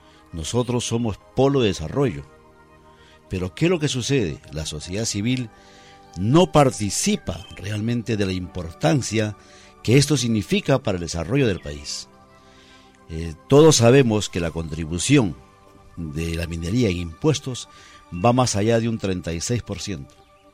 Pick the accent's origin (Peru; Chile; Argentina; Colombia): Peru; somos todos los peruanos, la sociedad civil.